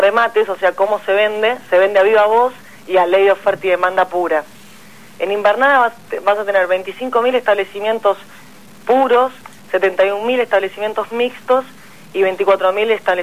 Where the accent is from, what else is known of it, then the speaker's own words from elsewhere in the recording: La Pampa, Argentina; esto me consta porque yo soy de La Pampa y el maíz llegaba a los productores